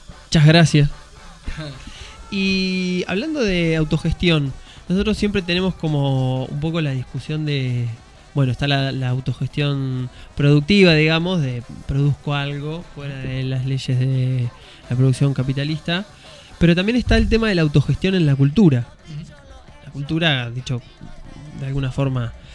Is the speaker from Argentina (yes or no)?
yes; Santa Fe, Argentina; Santa Fe capital.